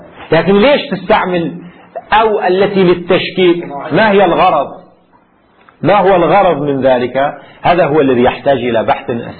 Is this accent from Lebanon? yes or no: yes; Lebanon; ما في عندنا في لبنان يقولوا أمنيات